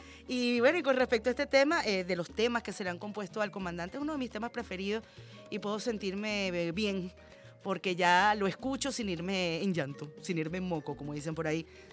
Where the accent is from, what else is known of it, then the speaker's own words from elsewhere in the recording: Venezuela; Como el comandante Chávez también nos sembró un sentimiento de patria, nos sembró una autoestima como venezolanos